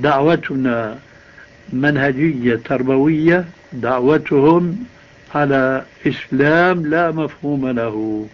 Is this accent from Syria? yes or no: yes; Syria; يقولون عندنا في الشام عجيب من دون قيام